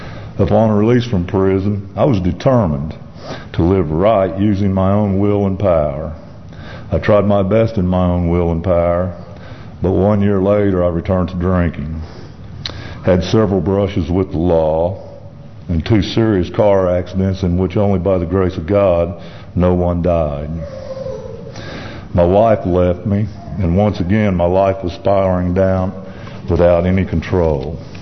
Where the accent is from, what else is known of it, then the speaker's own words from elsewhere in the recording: Tulsa, Oklahoma, United States; As he said … I'm from Tulsa, Oklahoma, and here to give my testimony.